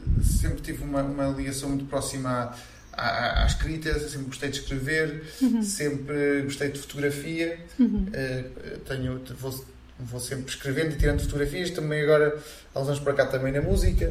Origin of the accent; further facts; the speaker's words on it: Molelos, Viseu, Portugal; tenho 31 anos, sou natural de Molelos.